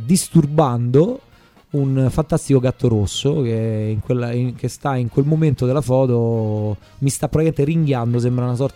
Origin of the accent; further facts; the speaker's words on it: Marino, Lazio, Italy; un po' come si fa il vino dalle mie parti a Castellino Mani